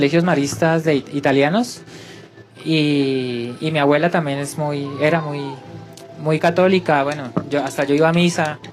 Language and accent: Spanish; Popayán, Cauca, Colombia; Sí, yo soy de Popayán.